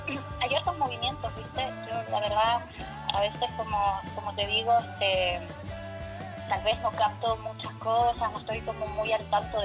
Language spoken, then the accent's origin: Spanish; Puerto Natales, Magallanes, Chile; yo soy de Puerto Natales, y muchas familias se sostenían por la economía argentina. Para nosotros era mucho más fácil llegar a Turbio, que nos quedaba que a 40 minutos, que viajar a Punta Arenas, que nos queda 3 horas.